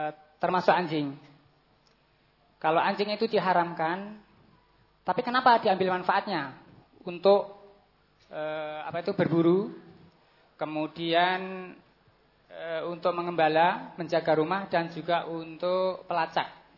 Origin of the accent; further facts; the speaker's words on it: Comal, Central Java, Indonesia; berasal dari Balutan Purwoharjo, Kecamatan Comal, Kabupaten Pemalang, Jawa Tengah.